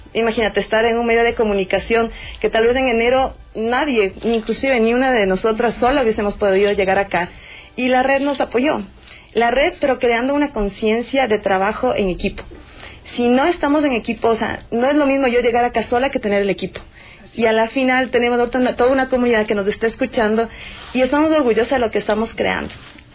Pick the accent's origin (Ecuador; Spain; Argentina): Ecuador; mayor retos como ecuatorianos, que estamos claros de que el Ecuador tiene mucho talento